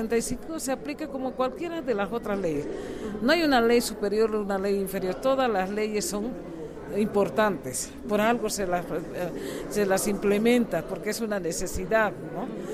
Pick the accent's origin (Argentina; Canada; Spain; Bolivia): Bolivia; Pero no hemos, hasta ahora como población boliviana, no hemos tenido una aplicación de la justicia como se debe en temas de racismo y discriminación.